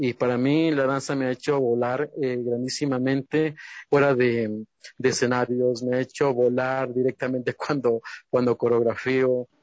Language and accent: Spanish; Ecuador; para nosotros como ecuatorianos no la conocemos